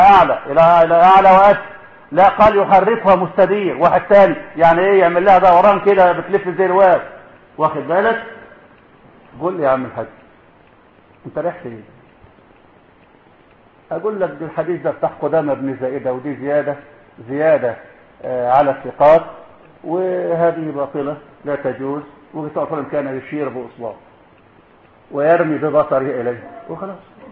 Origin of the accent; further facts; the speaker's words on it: Egypt; ما عندنا في مصر كتير كله زعيمه